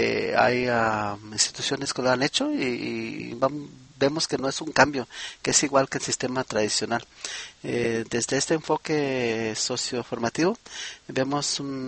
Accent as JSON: {"language": "Spanish", "country": "United States", "tie": "born or raised there", "said": "El inglés, vamos a decir que es mi primer lengua académica. Fui aquí a la escuela en Estados Unidos desde muy pequeño y ahora empiezo a dominar el español académico."}